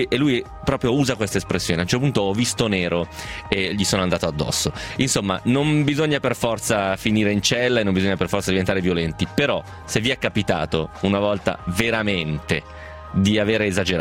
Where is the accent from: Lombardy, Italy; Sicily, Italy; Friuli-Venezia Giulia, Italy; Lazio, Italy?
Lazio, Italy; Rome; ho 80 anni e vengo da Roma.